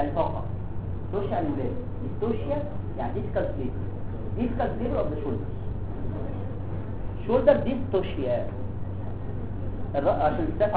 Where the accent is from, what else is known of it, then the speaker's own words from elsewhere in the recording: Egypt; احنا مصريين